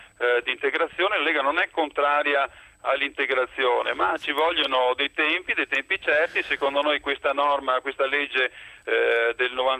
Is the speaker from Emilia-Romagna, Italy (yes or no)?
no; Veneto, Italy; dalle nostre parti, soprattutto in Veneto, nel nord Italia